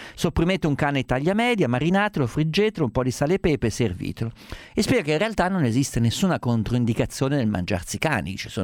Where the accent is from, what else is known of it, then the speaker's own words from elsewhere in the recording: Umbria, Italy; mi piace il maiale perché sono umbro